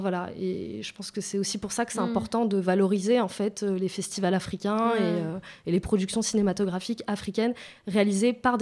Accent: France; Moi, je me dis, j'ai grandi en France, par exemple.

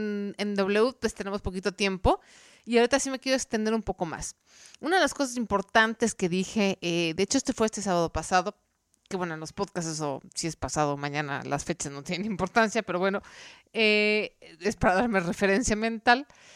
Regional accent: Mexico; es hacer que ya no pidamos prestado como mexicanos, como cultura

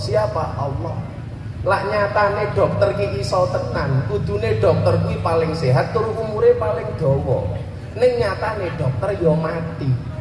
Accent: East Lampung, Lampung, Indonesia; Karena saya asli Lampung Timur. Maka KTP saya … lahir Lampung Timur.

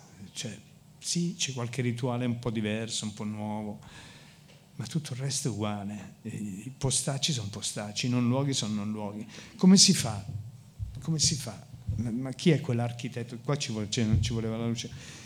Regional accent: Milan, Lombardy, Italy; Sono nato a Baggio, quindi ho fatto un bel percorso nella mia vita, ho girato più o meno tutte le periferie di Milano, Grattosoglio, Lambrate, sono stato anche qua in Torricelli per alcuni tempi. Alla fine Giambellino, alla fine sono tornato a Baggio

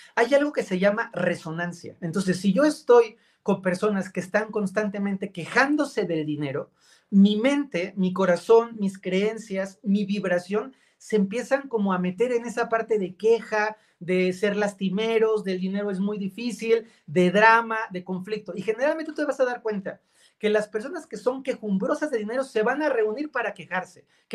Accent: Mexico; yo soy latino, soy mexicano, en muchos países de América Latina, nuestros ancestros fueron campesinos que la pasaron dura

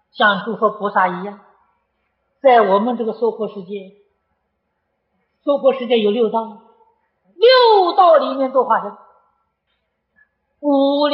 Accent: China; 这是我们中国人有福报的。

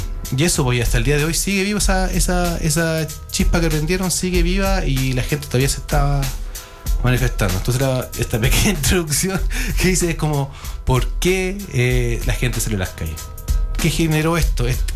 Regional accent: Chile; que lo tenemos que cuidar como chileno y chilena

